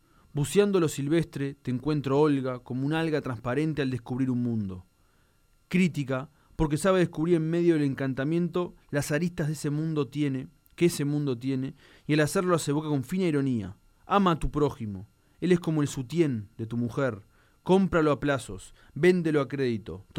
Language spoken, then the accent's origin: Spanish; Uruguay; Y uso el diminutivo porque me caracterizo como uruguayo usar diminutivo